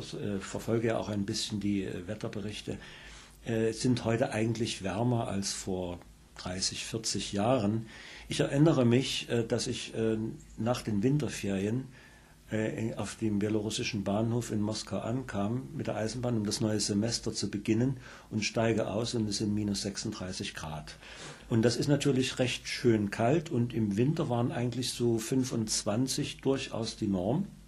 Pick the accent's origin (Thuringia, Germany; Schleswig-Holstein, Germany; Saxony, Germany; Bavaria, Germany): Saxony, Germany; Dresden; Ich komme direkt aus der Heimat